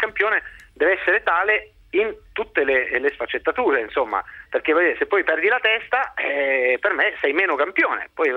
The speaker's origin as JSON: {"language": "Italian", "town": "Rome", "region": "Lazio", "country": "Italy", "said": "io sono di Roma"}